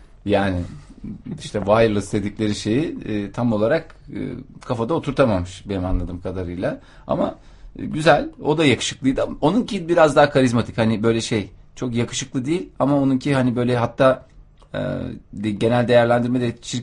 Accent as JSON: {"language": "Turkish", "region": "Adana", "country": "Turkey", "said": "ben de Adanalıyım."}